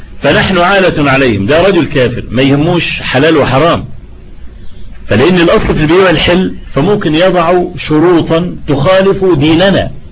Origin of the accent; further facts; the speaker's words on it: Egypt; انا لما عملوا الطريق الاستراد اللي عندنا في مصر